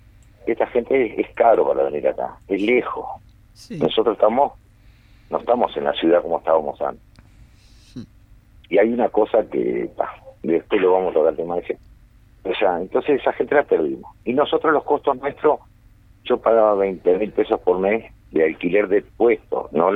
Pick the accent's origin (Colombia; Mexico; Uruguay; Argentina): Uruguay; Canelones; Mira, yo soy un canario, yo no sé cómo puedo decirte